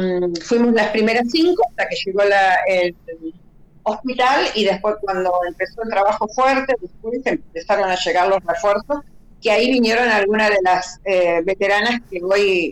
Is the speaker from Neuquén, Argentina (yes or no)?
no; Gualeguaychú, Entre Ríos, Argentina; also born or lived in Buenos Aires; now in Paraná, Argentina; Yo soy entrerriana, nací en Gualeguaychú. Uh-huh. Estudié primaria y secundaria en Gualeguaychú, después terciaria, enfermería profesional en Santa Fe. Y en los 80, 79, mejor dicho, en diciembre del 79, me fui a Buenos Aires a hacer una suplencia y me quedé a vivir ahí.